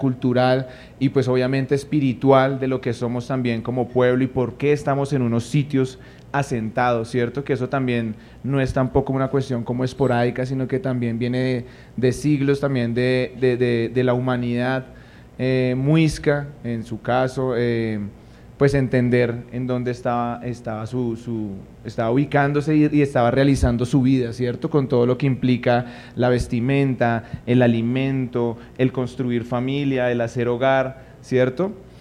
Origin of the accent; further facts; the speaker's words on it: Bogotá, Colombia; tenemos una raíz y tenemos una ancestralidad que permite sumar también al resto de lo que somos como comunidad bogotana